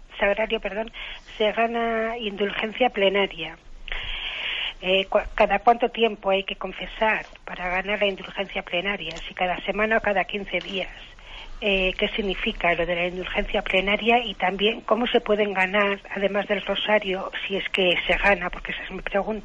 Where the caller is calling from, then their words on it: Valladolid, Castile and León, Spain; Hola, buenos días